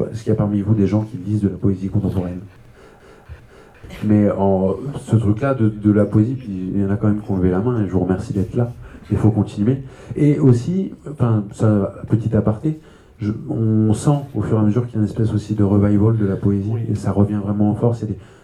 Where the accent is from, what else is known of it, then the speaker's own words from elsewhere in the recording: Île-de-France, France; j'ai grandi donc en Seine-et-Marne, dans un petit village au milieu des champs.